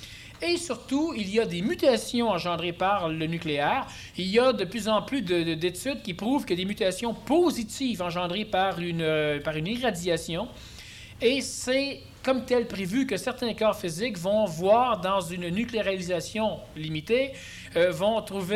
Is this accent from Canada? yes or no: yes; Quebec, Canada; Tu sais, on est Québécois, nous, mais on est très Américains.